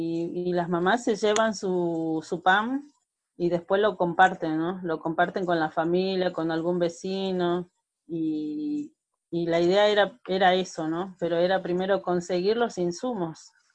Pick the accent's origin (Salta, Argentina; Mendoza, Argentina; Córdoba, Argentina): Salta, Argentina; now in Buenos Aires, Argentina; soy salteña, soy del norte de la Argentina. Estoy acá en Villa Fátima hace 27 años